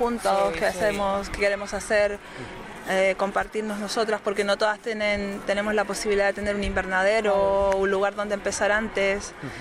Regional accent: Tanos, Cantabria, Spain; Yo soy de Tanos, pero está en Gornazo.

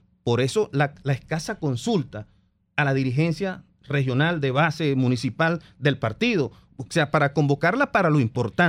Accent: Venezuela; claro que Venezuela tiene un gran reto por delante y nosotros somos venezolanos

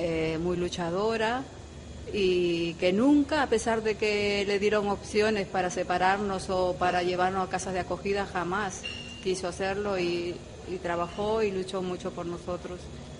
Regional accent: Peru; fueron los primeros que ayudaron a Perú para salir adelante. Y puedo decir que mi tierra está económicamente muy, muy bien en estos momentos.

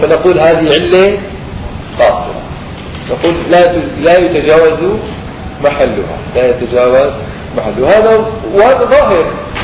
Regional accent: Syria; فعرفوني اني انا من سوريا فوقفوا.

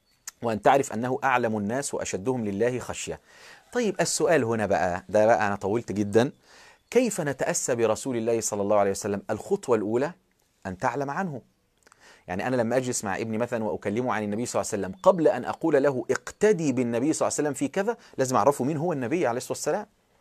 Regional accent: Egypt; وكان في راجل فلاح عندنا في مصر قام يخطب الجمعة

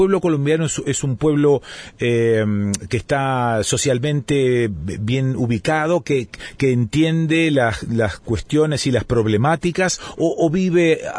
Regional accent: Argentina; Ahora, nosotros como argentinos

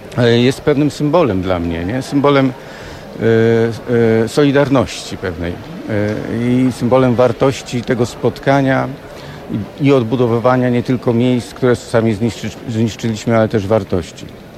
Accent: Wrocław, Lower Silesian Voivodeship, Poland; also born or lived in Elbląg; Jestem wrocławianinem, który się urodził w Elblągu

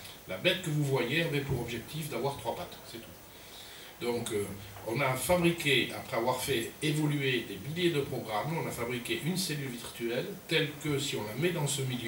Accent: Pau, Nouvelle-Aquitaine, France; born there; je suis né à Pau, à un certain endroit.

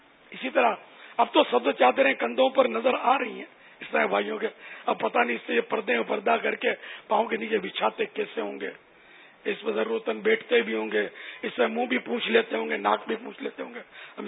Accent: Karachi, Sindh, Pakistan; born there; یا میں تو سندھ میں پیدا ہوا ہوں یعنی باب المدینہ یہ سندھ کا شہر ہے

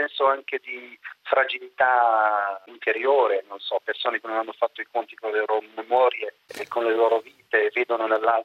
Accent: Algeria; Italian is a second language; Adesso parlo da algerino.

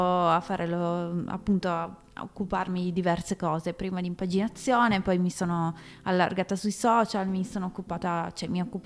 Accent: Cantalupa, Piedmont, Italy; io sono di Cantalupa, che è un paesino minuscolo di 2000 persone.

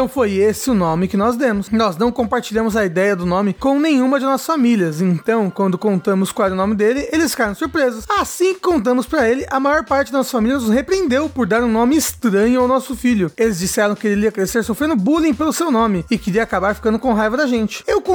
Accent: Brazil; Ou talvez porque, como brasileiro, a gente já viu nomes tão piores, né, por aí.

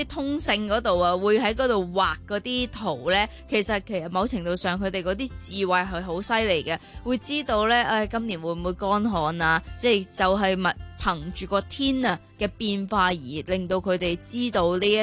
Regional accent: Hong Kong; 睇嚟我哋香港人都要多啲望下個天

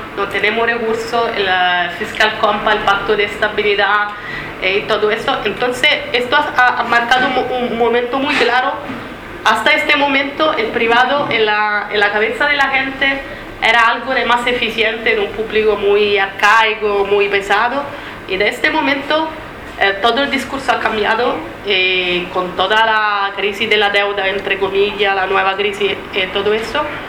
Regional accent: Italy; soy italiana. Cuando estaba en Italia, formaba parte del movimiento italiano contra la privatización del agua

